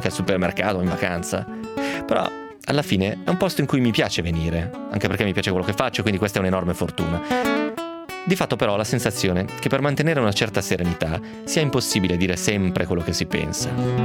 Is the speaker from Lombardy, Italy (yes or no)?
no; Novara, Piedmont, Italy; Probabilmente se fossi campano gli darei del voi, però visto che sono di Novara uso semplicemente il lei.